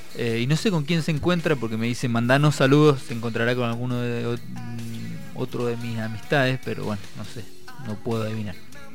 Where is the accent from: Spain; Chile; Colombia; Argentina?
Argentina; Mendoza; Imagínate a mí que soy de Mendoza, mucho más húmedo. ¿Querés que te hable un mendocino básico?